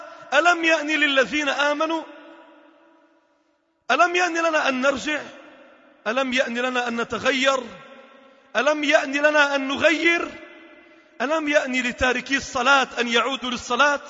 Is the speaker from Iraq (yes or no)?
no; Lebanon; إذا ابتلاءات مصبوبة على الأمة عموما وعلى بلدنا لبنان خصوصا